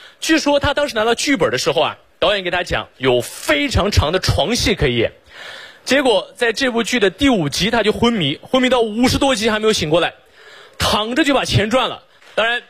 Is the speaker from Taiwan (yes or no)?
no; Xinjiang, China; 我来自新疆，我是维吾尔族啊。